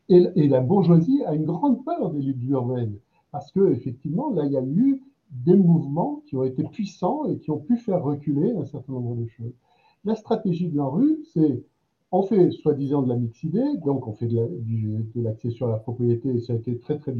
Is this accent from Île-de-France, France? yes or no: no; Strasbourg, Grand Est, France; Je suis de Strasbourg, pour juste préciser un tout petit peu les choses.